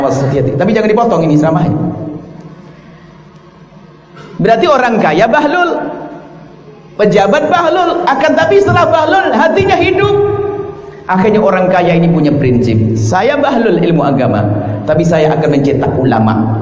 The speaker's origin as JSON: {"language": "Indonesian", "town": "Cirebon", "region": "West Java", "country": "Indonesia", "said": "Saya dari Cirebon ke Singkawang."}